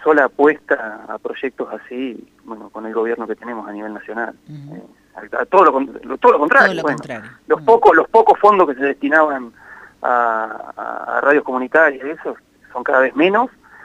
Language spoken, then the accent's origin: Spanish; Catriló, La Pampa, Argentina; tengo una relación que no he cortado con Catriló, que es mi pueblo natal, tengo mis padres allá.